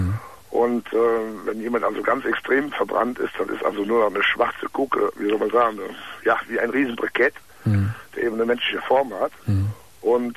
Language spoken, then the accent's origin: German; Cologne, North Rhine-Westphalia, Germany; Also ich komme aus Köln, kann mir ruhig sagen.